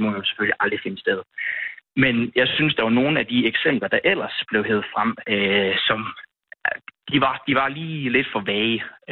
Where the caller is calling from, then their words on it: Aarhus, Central Denmark Region, Denmark; Jeg bor i Silkeborg og ringer fra Aarhus lige nu.